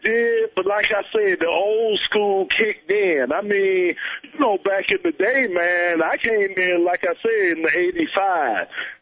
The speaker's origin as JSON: {"language": "English", "town": "Miami", "region": "Florida", "country": "United States", "said": "Plus, I'm from Miami. You know it's something in the water down there, too."}